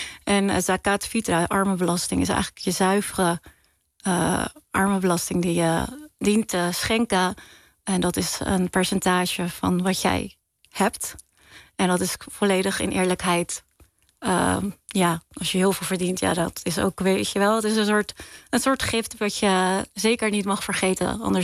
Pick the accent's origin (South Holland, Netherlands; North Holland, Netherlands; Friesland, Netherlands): South Holland, Netherlands; Ridderkerk; Ik ben opgegroeid in Ridderkerk. En wij zijn, je hebt twee dorpen in Nederland die islamitisch Molukse vertegenwoordigen in die zin.